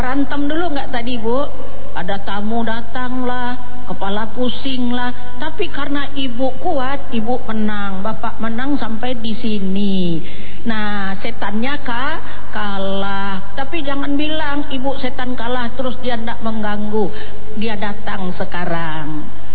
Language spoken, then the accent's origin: Indonesian; Indonesia; Kita orang mana? Indonesia.